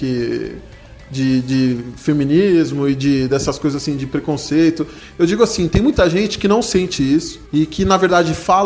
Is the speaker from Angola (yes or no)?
no; Lindóia, São Paulo, Brazil; moved away as an adult; tenho 23 anos, sou de Lindóia, interior de São Paulo, cidade da água, conheço só água Lindóia, água de Lindóia. Aí mais me mudei para a Grande São Paulo faz um mês.